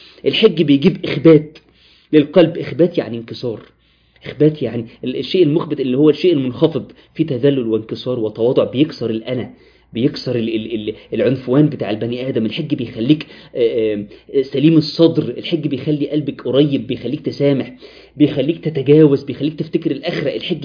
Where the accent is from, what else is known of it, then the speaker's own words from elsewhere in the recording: Egypt; واحنا كمصريين عندنا المشكلة دي